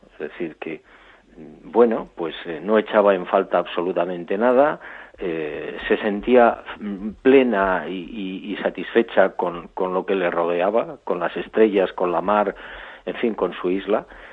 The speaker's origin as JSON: {"language": "Spanish", "town": "Barbate", "region": "Andalusia", "country": "Spain", "tie": "born or raised there", "said": "ya estoy planteando seriamente la posibilidad de regresar a mi pueblo, a Barbate, a mi playa"}